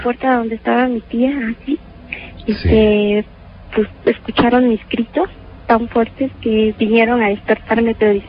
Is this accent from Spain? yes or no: no; Guerrero, Mexico; now in Mexico City, Mexico; Porque después de aquí de México me llevaron otra vez a Guerrero. Yo soy del estado de Guerrero.